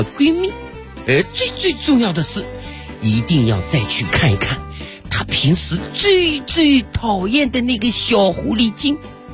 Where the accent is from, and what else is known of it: China